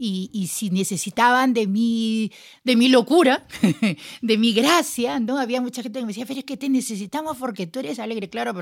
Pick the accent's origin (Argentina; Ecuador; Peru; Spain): Peru; born there; Nací en Perú, no soy de Perú porque no soy de nadie. No, mi país tan bello